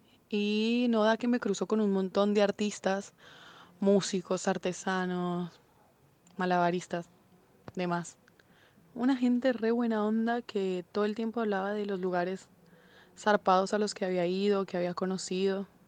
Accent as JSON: {"language": "Spanish", "country": "Colombia", "said": "de Colombia."}